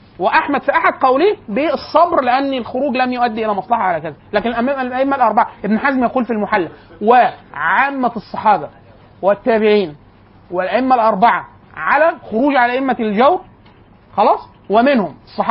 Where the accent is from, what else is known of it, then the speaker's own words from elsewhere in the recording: Egypt; كانت عندنا في مصر